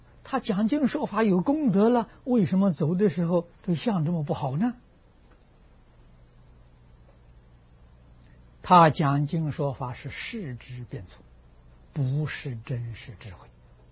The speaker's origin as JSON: {"language": "Chinese", "country": "China", "said": "这个时候老师就放你走了啊，我们中国人叫出师，现在人叫毕业"}